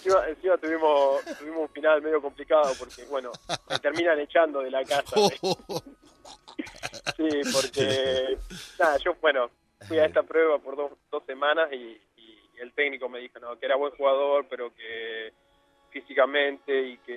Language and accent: Spanish; Argentina; soy de Argentina